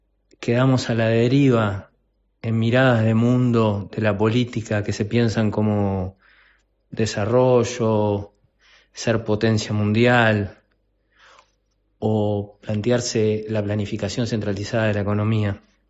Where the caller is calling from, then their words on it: Montevideo, Uruguay; de Montevideo, de Uruguay